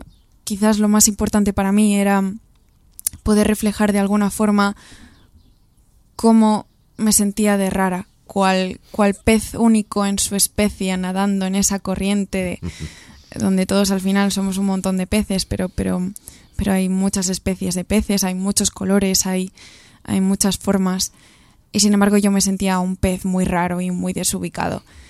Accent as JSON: {"language": "Spanish", "region": "Galicia", "country": "Spain", "said": "todo empezó cuando yo tenía 9, 10 años en Galicia, que es de donde soy yo"}